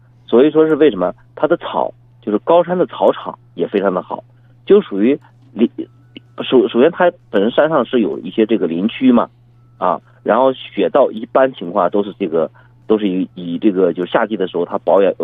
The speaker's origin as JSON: {"language": "Chinese", "region": "Shanxi", "country": "China", "said": "我是山西人"}